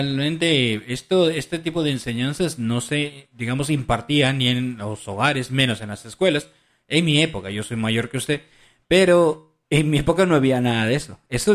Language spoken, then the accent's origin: Spanish; Peru; En mi país, en Perú, le dicen papá gobierno.